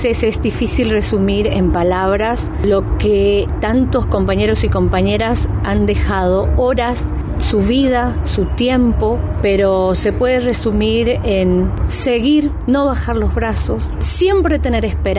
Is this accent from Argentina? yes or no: yes; Curuzú Cuatiá, Corrientes, Argentina; vengo de Curuzú, Cuatía, Corrientes.